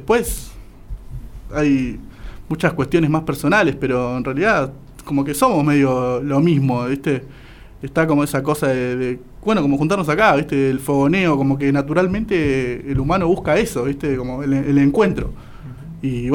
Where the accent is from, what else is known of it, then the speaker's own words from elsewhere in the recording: González Catán, Buenos Aires Province, Argentina; yo soy González Catán, viste, yo me crié en González Catán